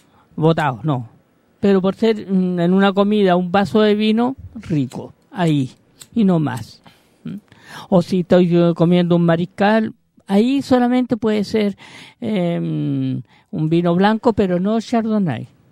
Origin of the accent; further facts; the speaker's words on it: Chile; Si es por eso, no es porque somos chilenos.